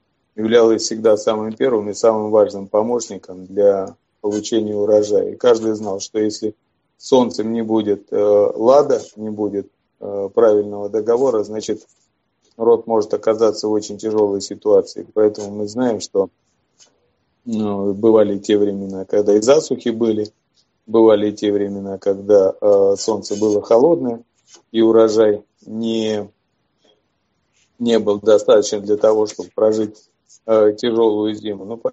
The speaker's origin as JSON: {"language": "Russian", "region": "Urals", "country": "Russia", "tie": "born or raised there", "said": "Я родился на Урале и вырос."}